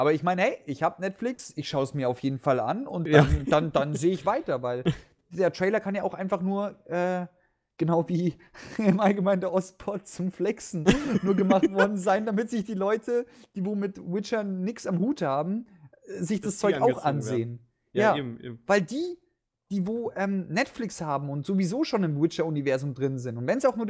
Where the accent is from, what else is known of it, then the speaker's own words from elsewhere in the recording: Bavaria, Germany; im Westen, ich komme ja aus Bayern, ist mir das nie so aufgefallen.